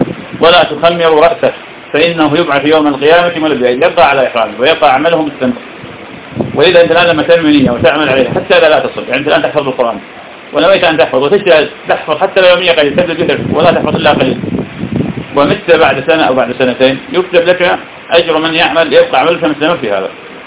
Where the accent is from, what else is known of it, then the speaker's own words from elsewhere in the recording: Iraq; يعني في بلدنا العراق الناس بفضل الله تعالى تبدو في هذا وغيره